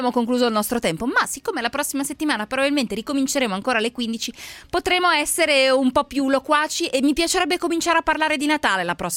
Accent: Lombardy, Italy; sono brianzola

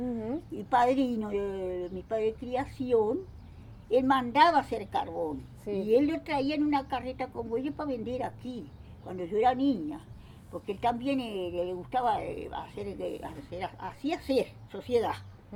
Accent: Uruguay; Yo nací en Isla Patrulla.

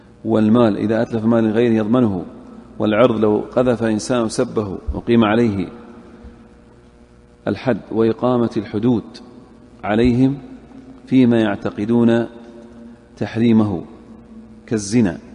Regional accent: Saudi Arabia; أهل الذمة اللي في عندنا في السعودية الآن

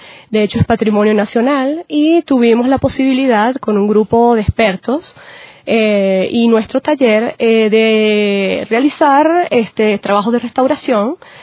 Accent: Andes, Venezuela; nosotros también como venezolanos, andinos, ¿verdad?

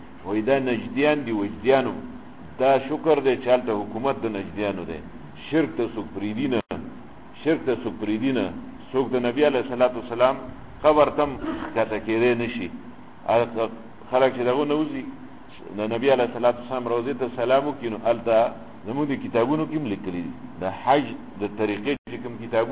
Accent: Pakistan; ما د مصر نه یم د پاکستان یم پاکستانی

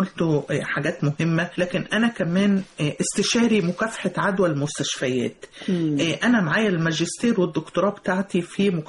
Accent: Mansoura, Dakahlia, Egypt; أنا طلعت في من المنصورة، من الدقهلية

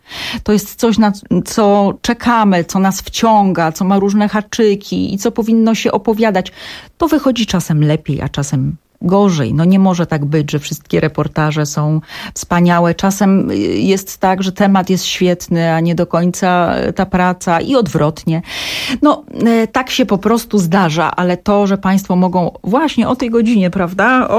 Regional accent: Silesian Voivodeship, Poland; Ja jestem ze Śląska, bardzo często i gęsto o tym mówię i to powtarzam.

